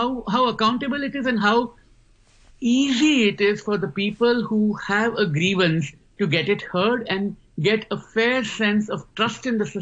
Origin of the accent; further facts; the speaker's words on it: Gujarat, India; first language Gujarati; English is a second language; No, but I'm writing a book about Gujaratis. Now, that's my mother tongue.